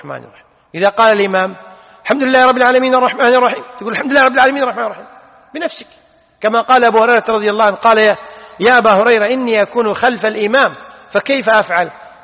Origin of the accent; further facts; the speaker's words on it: Kuwait; لذلك عندنا في الكويت الآن المطلقات والأرامل لهم معاشات